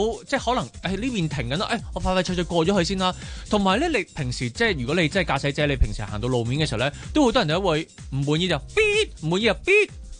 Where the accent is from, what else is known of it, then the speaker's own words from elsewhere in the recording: Hong Kong; 我哋香港人，